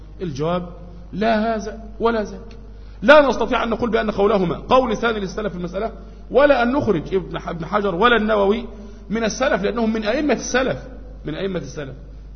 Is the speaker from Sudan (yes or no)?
no; Egypt; في بعض الأماكن عندنا في مصر هنا